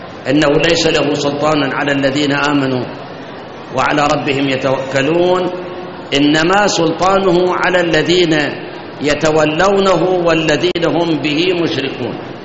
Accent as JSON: {"language": "Arabic", "country": "Iraq", "said": "هاي احنا عندنا بالعراق"}